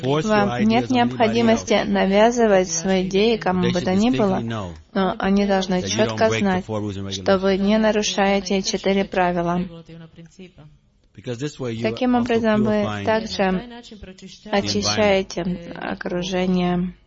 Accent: Sarajevo, Bosnia & Herzegovina; я сама из Сараево

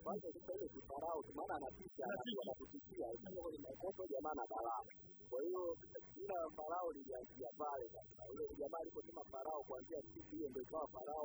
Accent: Tanzania; mimi ni Mtanzania kabisa halisi. Mimi baba yangu ni Mbena, mama yangu ni Mnyakyusa. Kwa hiyo mimi ni Mtanzania.

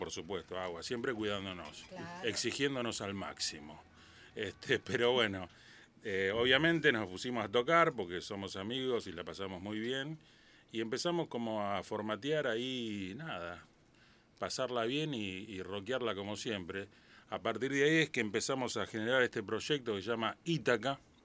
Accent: Argentina; Bueno, un agrado estar de nuevo acá en Argentina, en mi tierra.

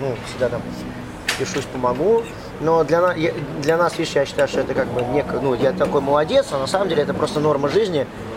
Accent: Moscow, Russia; born there; Хотя я родился в Москве, мама моя родилась в Москве.

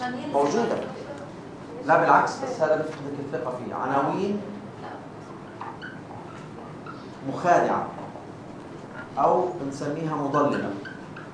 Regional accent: Palestine; في إشي مرتبط فيها كفلسطيني بنتظر

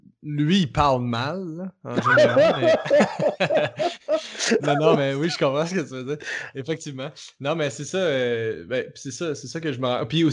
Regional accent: Quebec, Canada; accent: Québécois; moins en contact avec la culture québécoise. Fait que ce qui fait que quand nous, on arrive avec notre accent, que notre accent, c'est déjà une barrière

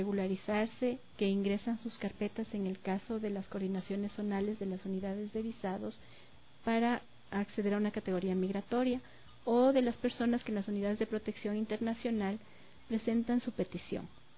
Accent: Ecuador; Yo como ciudadana, yo como ecuatoriana, cuando he tenido que salir del país

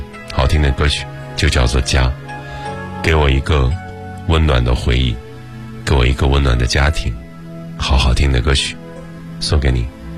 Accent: Shandong, China; 比如说你要到我的家乡，我是山东人，我的家乡有什么呢？

